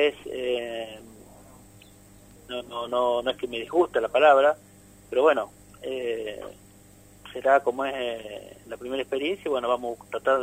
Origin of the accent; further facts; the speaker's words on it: Arrecifes, Buenos Aires Province, Argentina; now in San Pedro, Argentina; Yo cuando era chico en Arrecifes, yo soy de Arrecifes, íbamos bastante seguido al paseo